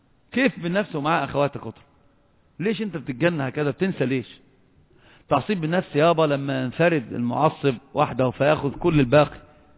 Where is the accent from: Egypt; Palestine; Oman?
Egypt; عندنا في مصر يقولون مثلا عظيما